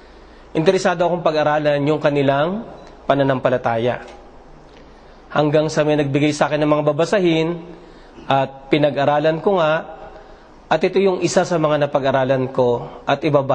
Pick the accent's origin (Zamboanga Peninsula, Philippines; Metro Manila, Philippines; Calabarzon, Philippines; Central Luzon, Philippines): Metro Manila, Philippines; Manila; now in Saudi Arabia; father ko ay Bicolano. Pero maroon din ako ng salitang Ilocano. Lumaki ako ng Maynila at sa Tondo ako lumaki. Matagal na ako nasa Saudi Arabia. Dumating ako ng Saudi Arabia 1980.